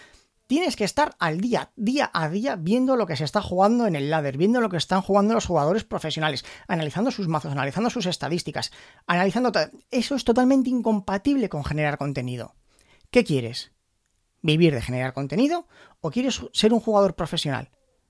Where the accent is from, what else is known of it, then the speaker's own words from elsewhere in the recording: Spain; yo como jugador español de Hearthstone